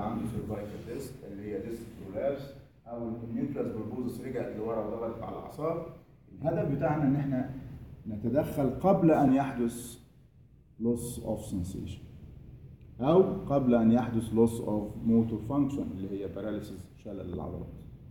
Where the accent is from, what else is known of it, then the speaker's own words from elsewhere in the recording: Egypt; لا احنا عندنا في مصر عاده كوبايتنا ازاز